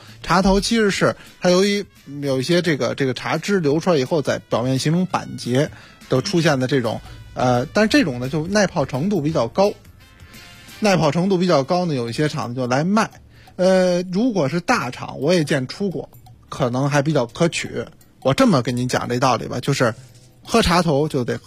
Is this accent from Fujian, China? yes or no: no; Beijing, China